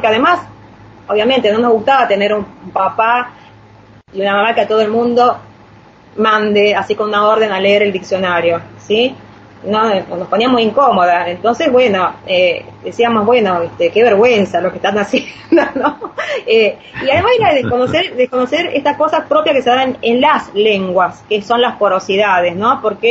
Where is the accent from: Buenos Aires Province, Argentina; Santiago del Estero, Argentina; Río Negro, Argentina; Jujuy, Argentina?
Santiago del Estero, Argentina; Río Hondo; yo vengo de Santiago del Estero, del tema de Río Hondo, donde hay una comunidad siria, árabe, muy grande, donde tenemos orígenes con los pueblos originarios.